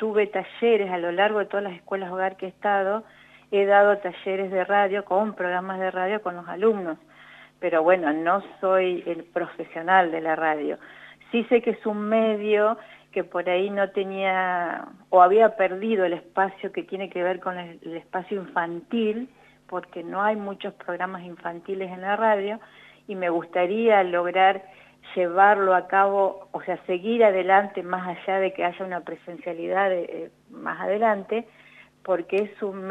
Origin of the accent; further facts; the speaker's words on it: Santa Rosa, La Pampa, Argentina; yo soy de Santa Rosa, entonces yo dije, ¿por qué no en mi zona?